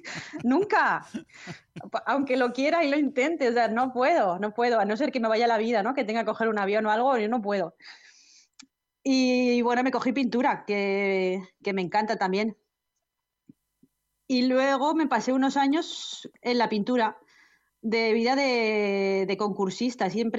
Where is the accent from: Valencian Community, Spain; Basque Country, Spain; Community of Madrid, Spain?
Valencian Community, Spain; Castellón; moved away as an adult; Bueno, pues a ver, yo soy de Castellón, de La Plana.